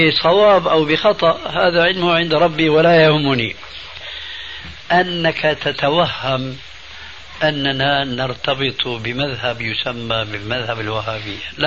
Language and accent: Arabic; Damascus, Damascus Governorate, Syria; فكما يقولون عندنا في دمشق الشام بساط أحمدي